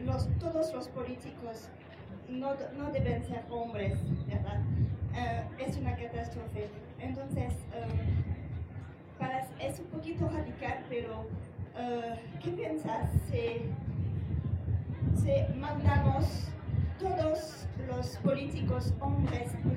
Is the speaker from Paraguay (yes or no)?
no; France; Spanish is a second language; Yo soy francesa y yo también perdí mi carrera en la política